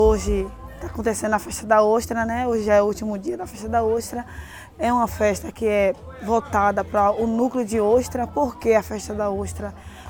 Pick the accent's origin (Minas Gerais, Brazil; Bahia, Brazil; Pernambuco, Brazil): Bahia, Brazil; sou daqui do Quilombo do Caonge, comunidade quilombola, comunidade ancestral, comunidade de matriz africana, tenho 30 anos.